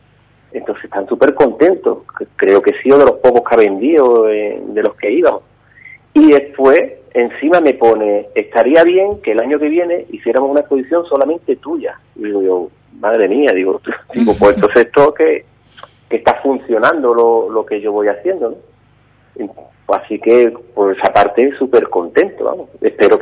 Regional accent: Ubrique, Andalusia, Spain; me tienen en Ubrique. Yo que la verdad que estoy súper agradecido de tanto seguimiento que tiene mi pueblo conmigo.

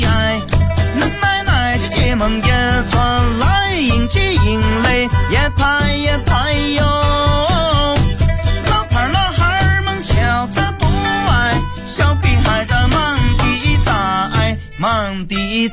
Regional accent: Changzhi, Shanxi, China; 可以，接下来是24号，我们在就是我的老家

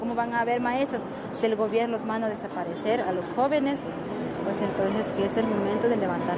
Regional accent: Alpuyecancingo de las Montañas, Guerrero, Mexico; Soy de la comunidad de Alpuyecancingo de las Montañas, municipio de Bocotzingo, Guerrero.

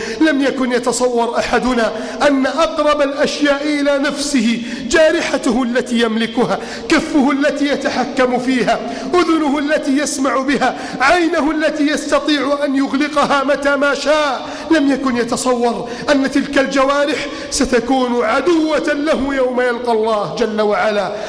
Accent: Egypt

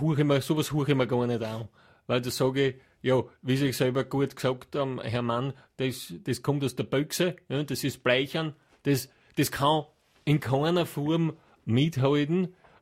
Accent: Hieflau, Styria, Austria; ich komme ja von Land, ich komme aus der Steiermark, aus der Gegend von Hieflau, Knittelfeld, Gesäuse. Dachstein West, die Region. Und dort hat jeder ein eigenes Haus und einen Garten fast.

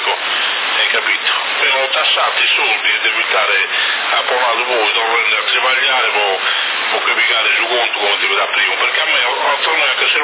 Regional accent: Sassari, Sardinia, Italy; perché io sono nato a Sassari, ho fatto due anni di scuola media e poi geometri

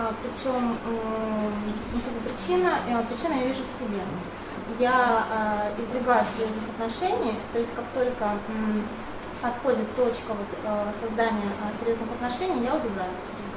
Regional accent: Kazan, Tatarstan, Russia; Я тоже из Казани.

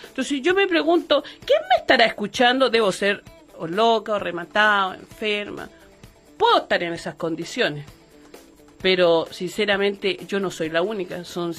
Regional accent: Valparaíso, Chile; Es que yo me considero chilena

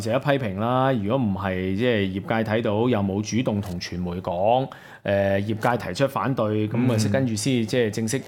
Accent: Hong Kong; 我哋香港人都受影響。

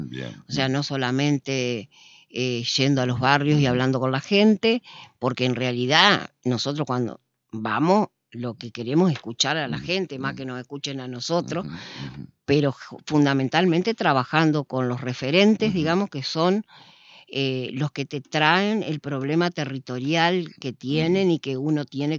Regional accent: Concordia, Entre Ríos, Argentina; nosotros somos de acá, de Concordia, nacimos acá, tanto Armando como yo nacimos acá

